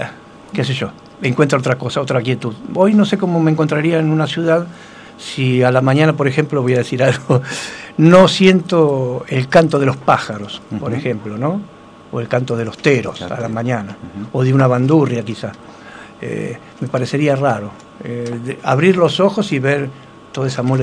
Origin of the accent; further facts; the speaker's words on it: Banfield, Buenos Aires Province, Argentina; moved away as an adult; De Buenos Aires, de la zona sur, de Banfield, de la localidad de Banfield.